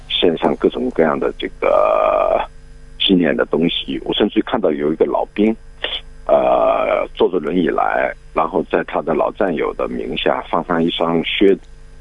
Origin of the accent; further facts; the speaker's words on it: China; 因为这段历史离我们中国人不远呐、啊，对不对？